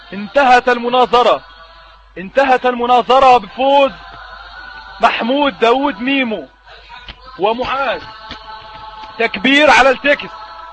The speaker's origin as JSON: {"language": "Arabic", "country": "Egypt", "said": "وبمناسبه ان انا مصري"}